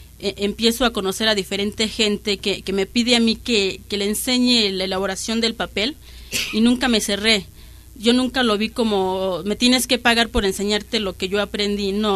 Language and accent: Spanish; Santa Martha Acatitla, Mexico City, Mexico; vengo de Santa Marta, Catitla.